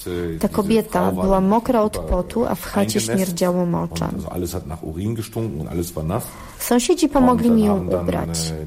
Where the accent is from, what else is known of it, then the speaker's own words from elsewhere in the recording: North Rhine-Westphalia, Germany; Urodziłem się w Dortmundzie, wychowałem we wsi Nieopodal.